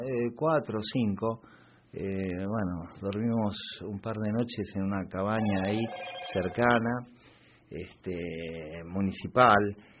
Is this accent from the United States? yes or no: no; Posadas, Misiones, Argentina; born there; cuando yo nací mi familia estaba en Posadas, y bueno, se iba moviendo por todo el país.